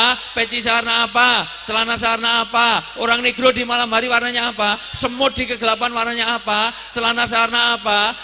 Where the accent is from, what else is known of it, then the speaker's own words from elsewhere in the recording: Java, Indonesia; Saya asli orang Jawa